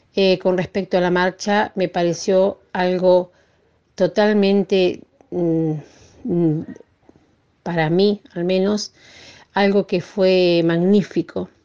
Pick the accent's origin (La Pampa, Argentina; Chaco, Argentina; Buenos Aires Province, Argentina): La Pampa, Argentina; Uriburu; soy de Uriburu y bueno, participé en este encuentro de mujeres.